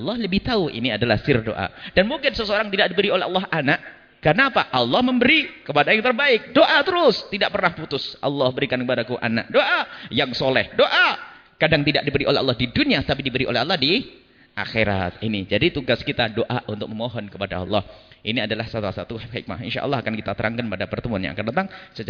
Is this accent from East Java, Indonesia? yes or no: yes; East Java, Indonesia; Saya orang Jawa Timur. Banyak orang Jawa Timur itu mengatakan bulan sengsara.